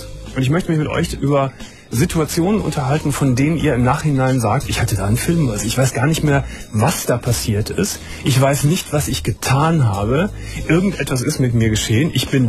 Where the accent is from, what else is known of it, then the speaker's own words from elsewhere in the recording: Germany; Aber warum muss ich als Deutscher nun Cent sagen?